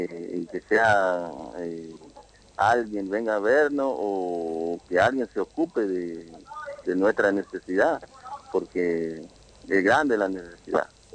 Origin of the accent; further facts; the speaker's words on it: Colonia Aborigen, Chaco, Argentina; now in Quitilipi, Argentina; nosotros venimos de una localidad del campo, en Colonia Aborigen, en el lote 39